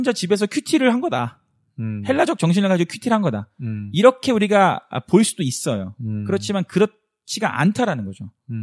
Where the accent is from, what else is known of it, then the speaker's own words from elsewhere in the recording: South Korea; now in United States; 우리끼리 한국 사람들끼리 미국에서 똘똘 뭉치면